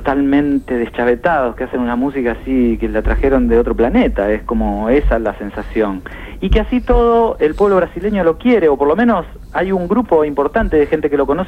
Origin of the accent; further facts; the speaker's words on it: Pergamino, Buenos Aires Province, Argentina; yo soy de Pergamino, así que ahí canté muchísima música folclórica.